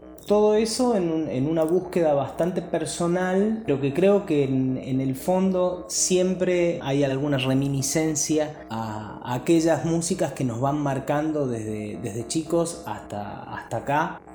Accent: La Rioja, Argentina; also born or lived in Mendoza; now in San Luis, Argentina; Nací en La Rioja en el año 1989, tengo ya casi 32 años. Viví en La Rioja, bueno, toda mi infancia y mi adolescencia

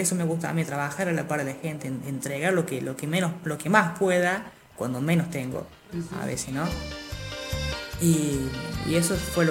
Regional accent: Alpa Corral, Córdoba, Argentina; tengo 19 años, soy de acá, de Alpa Corral, nativo, toda la vida, desde que tengo noción yo y que me han contado mis padres, siempre vivía acá porque ellos también fueron de acá siempre.

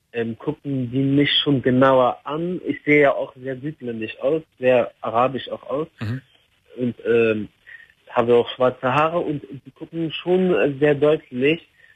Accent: Iraq; Ich komme aus dem Irak.

